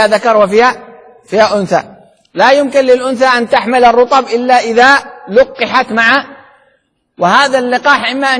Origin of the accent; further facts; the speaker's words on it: Sanaa, Amanat Al Asimah, Yemen; وبالعامية عندنا بصنعاء شغل دوماً دوماً يعني عقل،